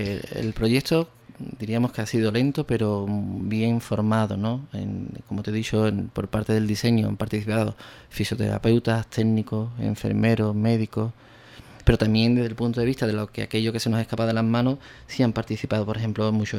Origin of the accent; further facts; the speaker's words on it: Ubrique, Andalusia, Spain; Para nosotros ha sido un verdadero acierto que se cuente con Ubrique para esta fabricación, ¿no? Para mi pueblo, vamos, evidentemente.